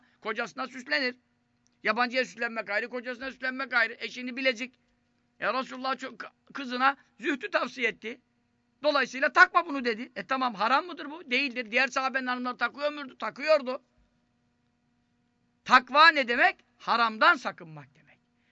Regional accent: Istanbul, Turkey; Şimdi ben Fatih Çarşamba'da doğdum, büyüdüm. 40 senelik Çarşambalıyız diyelim.

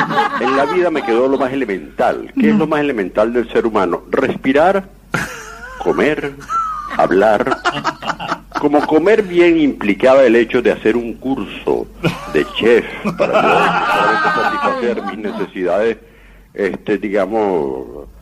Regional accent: Caracas, Capital District, Venezuela; born there; En Caracas.

